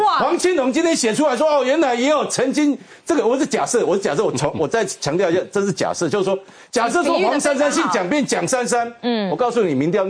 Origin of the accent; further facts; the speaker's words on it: Taiwan; 我们台湾人很重视这个先人的拜拜或怎么样